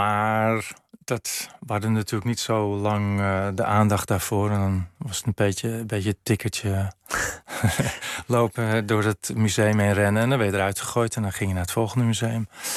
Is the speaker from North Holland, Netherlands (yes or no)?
yes; Amsterdam, North Holland, Netherlands; opgroeien in Amsterdam was wel bijzonder. Ik woonde lang in Amsterdam-Noord.